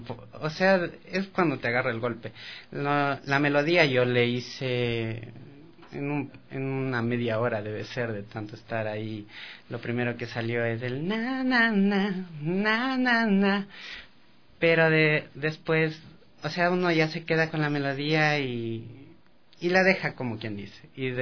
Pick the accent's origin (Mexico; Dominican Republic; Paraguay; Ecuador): Ecuador; Quito, Pichincha; tengo 27 años, soy quiteño, de Cepa.